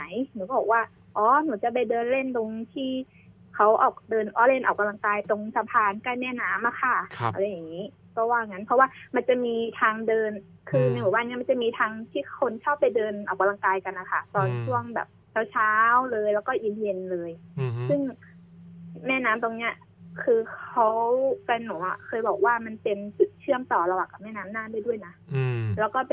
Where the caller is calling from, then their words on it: Nonthaburi, Thailand; นนทบุรีค่ะ